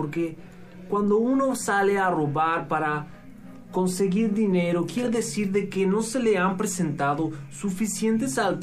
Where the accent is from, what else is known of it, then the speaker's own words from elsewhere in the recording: Ecuador; Yo vengo de Ecuador